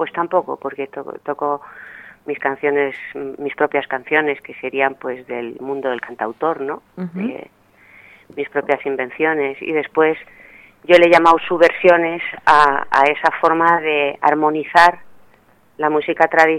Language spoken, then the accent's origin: Spanish; Madrid, Community of Madrid, Spain; born there; uno nace en una ciudad grande, yo nací en Madrid, y si no estás vinculada a algún pueblo